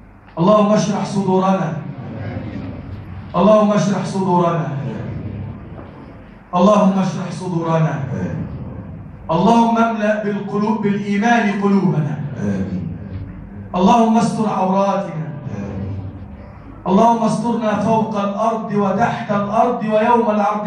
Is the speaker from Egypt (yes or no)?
yes; Egypt; اللهم اجعل بلدنا مصر بلدا آمنا مطمئنا وسائر بلاد المسلمين.